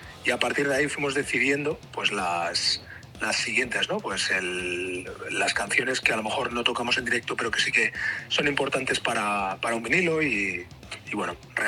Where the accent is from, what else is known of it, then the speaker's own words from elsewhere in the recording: Tarragona, Catalonia, Spain; Tanto batería como yo somos de Tarragona